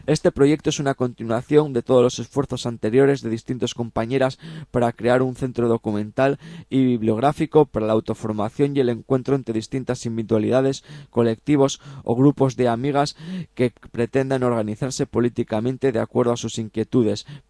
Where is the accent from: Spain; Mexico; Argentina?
Spain; Asturias; de las cosas interesantes que se hacen en mi tierra, ¿no? También pues tenemos pues bueno, pues comentaros, también aprovechamos ya que estamos hablando de Asturias